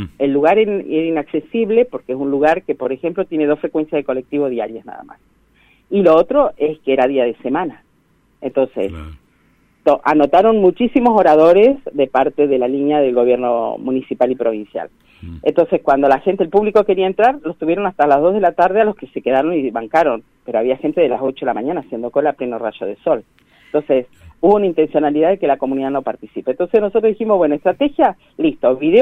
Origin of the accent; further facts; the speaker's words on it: Neuquén, Argentina; now in Las Grutas, Argentina; Yo soy neuquina, soy nacida en Neuquén Capital, por adopción rionegrina grutense, digamos.